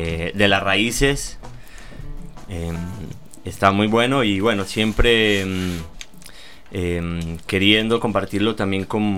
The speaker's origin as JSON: {"language": "Spanish", "town": "Pereira", "region": "Risaralda", "country": "Colombia", "said": "Eso es el eje cafetero. Así que bueno, es la capital del eje cafetero. Es una pequeña metrópolis en medio de las montañas."}